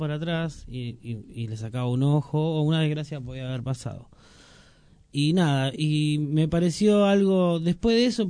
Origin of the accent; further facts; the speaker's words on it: Moreno, Buenos Aires Province, Argentina; born there; yo nací en Moreno y hoy no estoy viviendo en Moreno, pero lo siento como mi ciudad, ¿no?